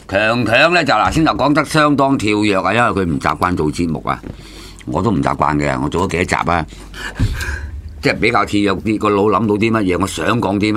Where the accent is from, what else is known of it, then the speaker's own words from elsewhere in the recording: Guangdong, China; 我哋廣東人啊，我哋呢邊啊嗰啲嘅。